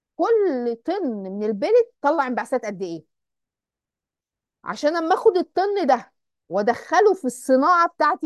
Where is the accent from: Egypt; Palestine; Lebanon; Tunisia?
Egypt; احنا عندنا في مصر ما عندناش البلت